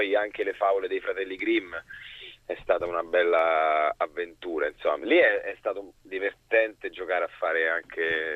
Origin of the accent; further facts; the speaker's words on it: Rome, Lazio, Italy; born there; Sì, sono nato in Prati.